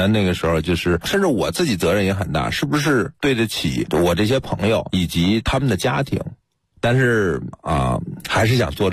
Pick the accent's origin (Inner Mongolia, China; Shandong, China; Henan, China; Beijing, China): Beijing, China; 我是北京人，这片土地特别熟悉。